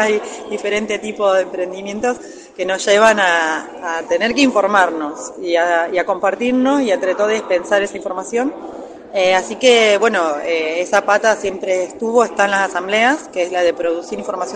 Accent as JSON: {"language": "Spanish", "town": "Choele Choel", "region": "Río Negro", "country": "Argentina", "tie": "born or raised there", "said": "soy de Cholechuel, vivo en Cholechuel, soy nacida ahí"}